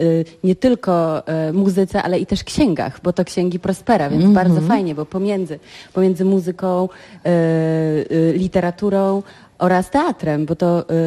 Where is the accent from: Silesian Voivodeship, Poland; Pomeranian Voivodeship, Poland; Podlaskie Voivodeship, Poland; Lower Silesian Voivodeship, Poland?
Pomeranian Voivodeship, Poland; Ja jestem z Trójmiasta